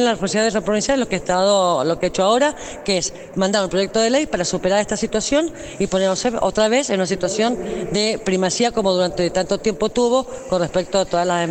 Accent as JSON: {"language": "Spanish", "region": "Mendoza", "country": "Argentina", "said": "Y somos todos los mendocinos, esto quiero decir"}